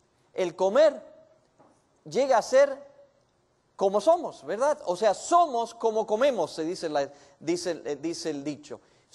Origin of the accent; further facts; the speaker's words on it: Buenos Aires, Argentina; Yo nací y me crié en Buenos Aires, en Argentina, una ciudad muy grande. Y me gustaba la ciudad.